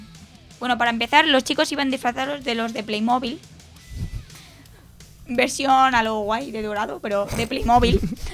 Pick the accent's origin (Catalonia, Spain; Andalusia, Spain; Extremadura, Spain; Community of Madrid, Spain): Catalonia, Spain; mi pueblo, que es un pueblo chiquitito de Lleida